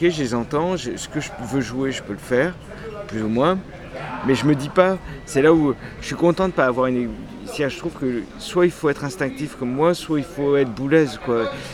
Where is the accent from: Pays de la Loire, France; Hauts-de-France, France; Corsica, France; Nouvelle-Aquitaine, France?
Corsica, France; Bastia; born there; Je suis né en Corse.